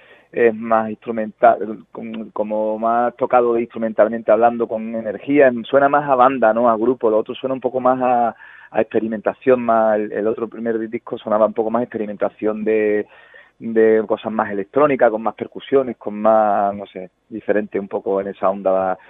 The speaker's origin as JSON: {"language": "Spanish", "town": "Huelva", "region": "Andalusia", "country": "Spain", "moved": "yes", "lives_now": "Burgos, Spain", "said": "porque somos de Burgos, sí, sí. Aunque yo soy de Huelva, llevo aquí 3 años así aproximadamente."}